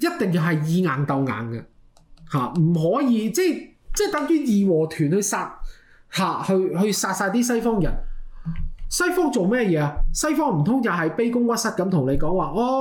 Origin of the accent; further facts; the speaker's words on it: Canada; 我哋加拿大人好有禮啊，做咗少少嘢，我哋都成日同人講 sorry